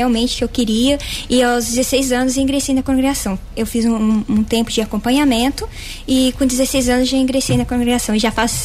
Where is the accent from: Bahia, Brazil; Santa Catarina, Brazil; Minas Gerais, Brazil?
Minas Gerais, Brazil; São Pedro da União; Eu sou de São Pedro da União.